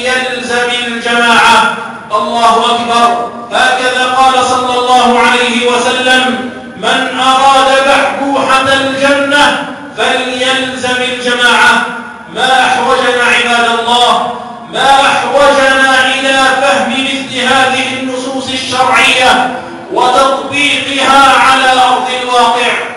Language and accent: Arabic; Algeria; للتصدي لكل المؤامرات التي تحاك ضد بلدنا الجزائر